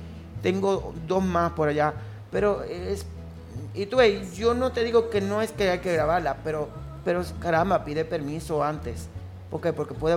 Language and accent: Spanish; Dominican Republic; soy dominicano y lamentablemente hablo muy rápido.